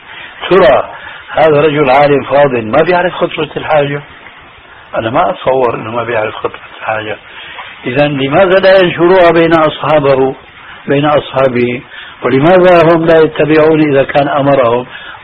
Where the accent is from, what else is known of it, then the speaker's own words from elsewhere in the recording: Damascus, Damascus Governorate, Syria; دخلت المسجد في عندنا في دمشق